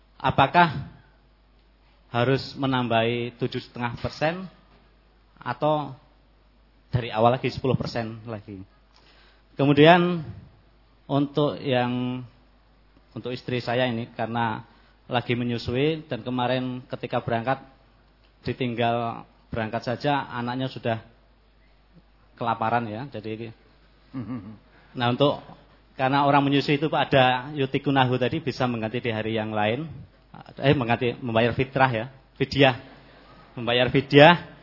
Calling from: Baturaja, South Sumatra, Indonesia; dari Batu Marta, Batu Raja, Palembang, Pak.

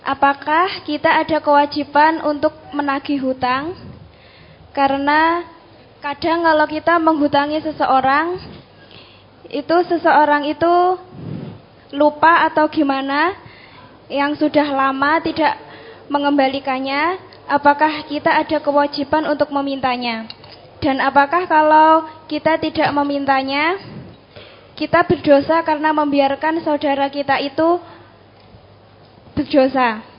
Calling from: Pakis Baru, East Java, Indonesia; saya dari Desa Pakis Baru, Kecamatan Nawangan, Kabupaten Pacitan.

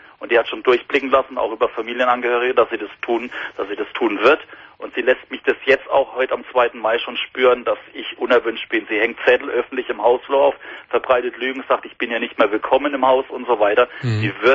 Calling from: Karlsruhe, Baden-Württemberg, Germany; Ich kann es ruhig sagen, ich komme aus Karlsruhe.

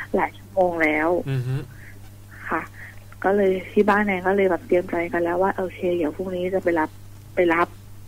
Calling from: Ban Pong, Ratchaburi, Thailand; บ้านโป่งราชบุรีค่ะ

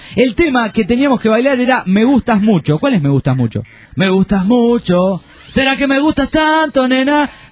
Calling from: Olavarría, Buenos Aires Province, Argentina; Hola muchachotes … de Olavarría.

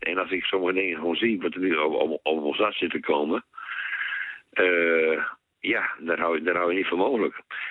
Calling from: Groningen, Netherlands; Ik kom uit Oost-Groningen. Nou, een heel mooi stukje schoon Nederland.

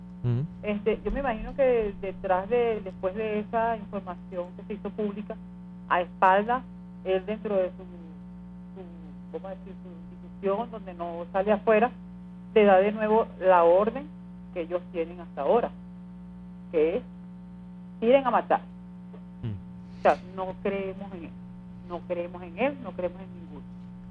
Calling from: Caricuao, Capital District, Venezuela; Buenas tardes … de Caricuao.

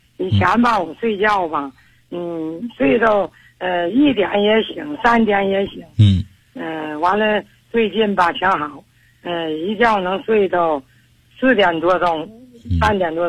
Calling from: Changchun, Jilin, China; 我是长春的，

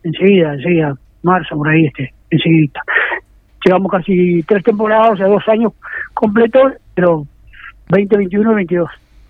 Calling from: Montevideo, Uruguay; Bien, somos de La Tablada.

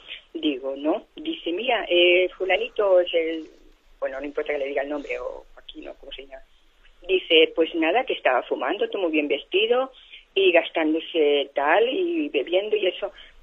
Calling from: Balearic Islands, Spain; de Mallorca.

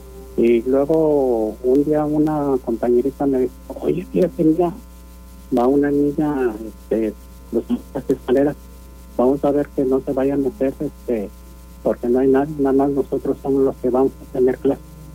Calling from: Guadalupe, Nuevo León, Mexico; De Guadalupe, Nuevo León.

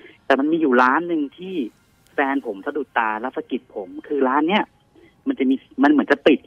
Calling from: Nonthaburi, Thailand; นนทบุรีครับ

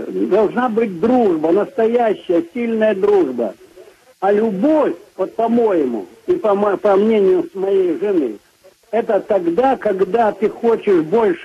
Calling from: Saratov, Saratov Oblast, Russia; Вот я из Саратова. Мы из Саратова.

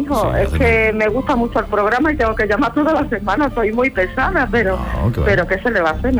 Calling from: Huelva, Andalusia, Spain; de Sehuelva.

